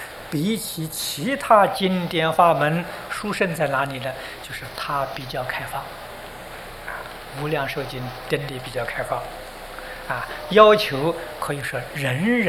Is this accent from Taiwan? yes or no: no; China; 我们中国人有十分恭敬心